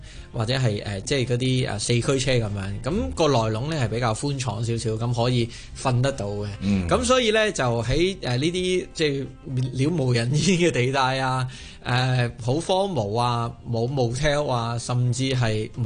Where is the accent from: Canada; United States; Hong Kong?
Hong Kong; 咁我哋話香港嚟啊